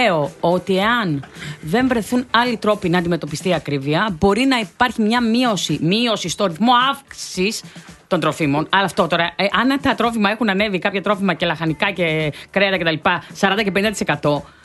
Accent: Western Greece, Greece; Εγώ ξέρω στην Ηλία, όπου είναι και ο τόπος μου

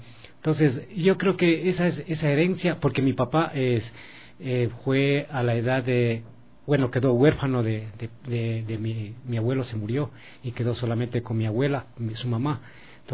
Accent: Tumbaco, Pichincha, Ecuador; nosotros somos originarios de acá del cantón Quito, de parte de papá. Somos de Tumbaco, Pifo, en lo que es las comunidades de La Cocha.

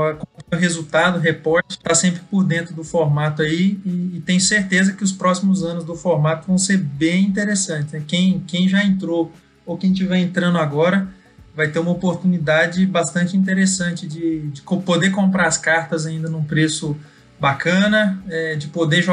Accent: Goiânia, Goiás, Brazil; Isso mesmo, sou aqui de Goiânia

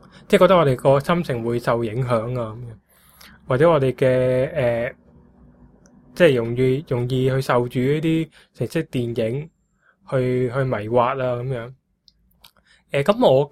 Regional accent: Guangzhou, Guangdong, China; 我都话我哋广州人系好明白爱呢样嘢。

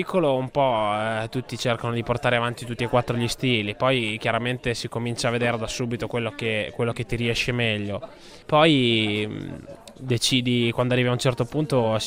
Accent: Forlì, Emilia-Romagna, Italy; Io poi sono di Forlì come Dovizioso

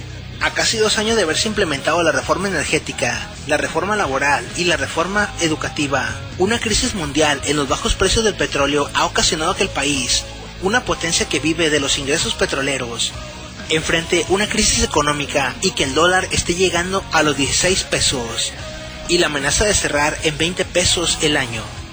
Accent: Mexico; Lo único que deseamos como mexicanos es que se hiciera más seguridad pública

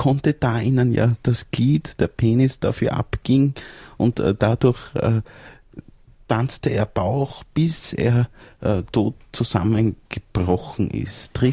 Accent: Salzburg, Austria; ich bin in Salzburg Land aufgewachsen und an einem sehr schönen See, am Irisee.

